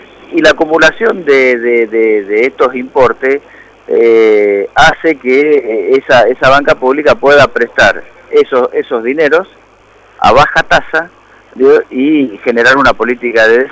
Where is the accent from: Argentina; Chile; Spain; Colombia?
Argentina; esa es la preocupación que tenemos los trabajadores del banco como trabajadores y también como argentinos